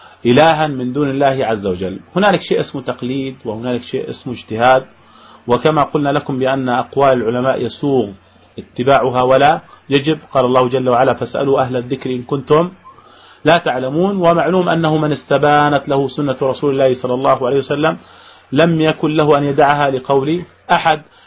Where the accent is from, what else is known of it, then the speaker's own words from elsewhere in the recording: Jordan; عندنا في الأردن